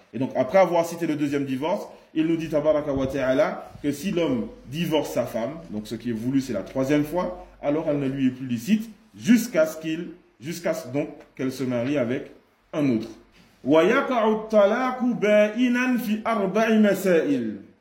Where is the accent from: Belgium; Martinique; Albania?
Martinique; Exemple, chez nous en Martinique, certains historiens ils disent